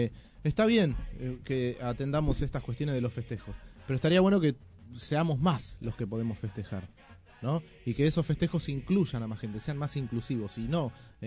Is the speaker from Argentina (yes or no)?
yes; Argentina; somos todos argentinos